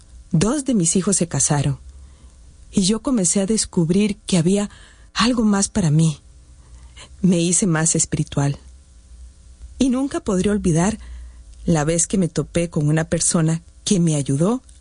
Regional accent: San José, Costa Rica; born there; Nací en San José hace 57 años.

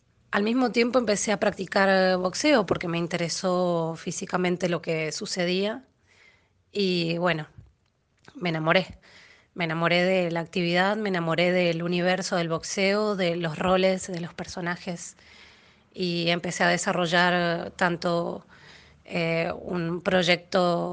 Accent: Mendoza, Argentina; now in Buenos Aires, Argentina; soy mendocina, pero vivo en Buenos Aires, Argentina. Tengo 37 años

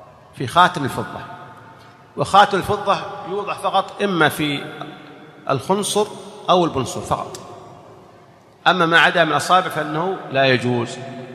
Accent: Saudi Arabia; يعني نحن عندنا في السعودية إذا لبست الإزار

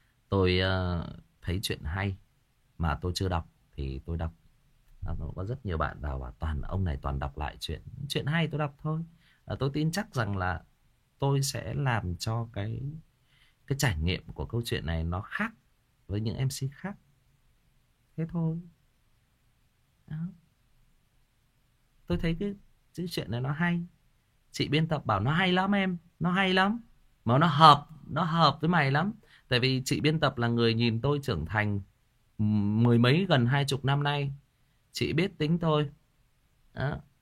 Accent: Northern Vietnam, Vietnam; Nói thật lòng là tôi là một người Bắc, nhưng mà tôi rất là thích cái cách sống nó, cái nếp sống nó.

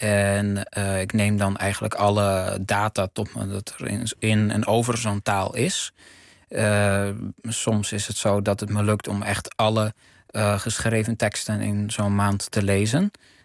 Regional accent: Amsterdam, North Holland, Netherlands; born there; Ik ben in Amsterdam geboren.

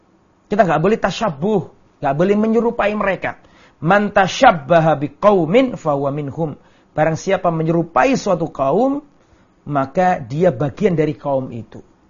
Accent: Lamongan, East Java, Indonesia; saya kembali ke kampung, ke desa saya Lamongan misalnya

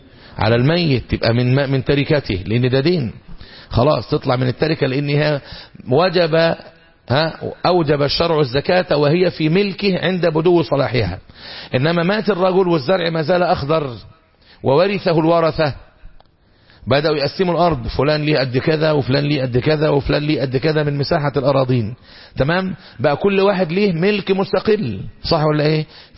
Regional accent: Egypt; بنسميه احنا عندنا في الريف المصري ايه؟ لباني

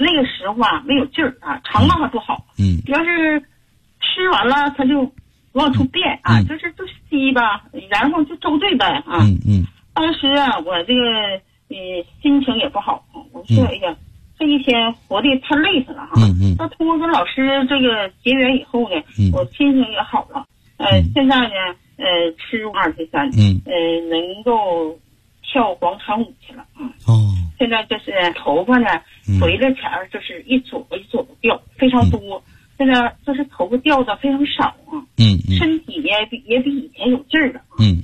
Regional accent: Heilongjiang, China; 我们黑龙江那边啊，气候一变化

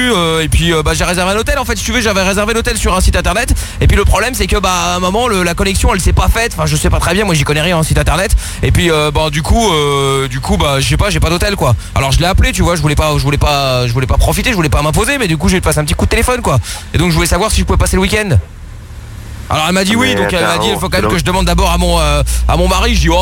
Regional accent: France; on est là, on est français tous les deux

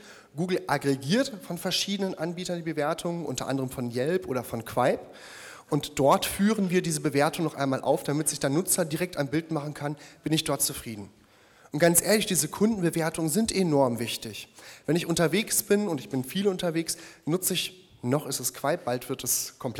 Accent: North Rhine-Westphalia, Germany; born there; Ich habe gerade eben schon erwähnt, gebürtiger Ostwestfale.

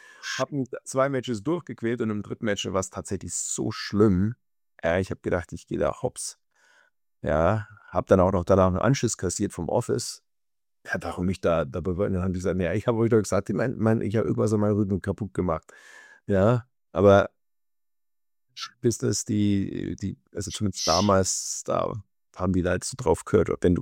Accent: Germany; Also es war mein Heimatland, ja, das ist was Besonderes.

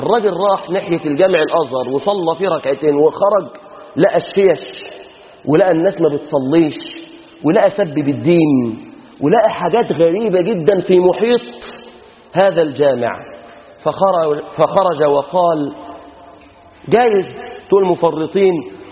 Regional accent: Egypt; اللهم أصلح شأننا في بلادنا مصر، اللهم احفظنا واحفظ بلادنا من كل فتنة وسوء

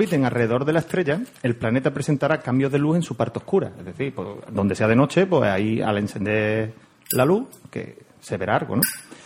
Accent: Huelva, Andalusia, Spain; yo soy de Huerva y esta gente se mete conmigo. Que no es huervano, es onubense

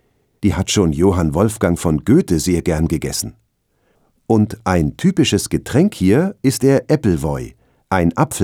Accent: Satun, Thailand; also born or lived in Bangkok; Meine Heimatstadt Satun im Süden Thailands ist auch ruhig, aber klein. Aber ich habe mehrere Jahre in Bangkok gewohnt und studiert.

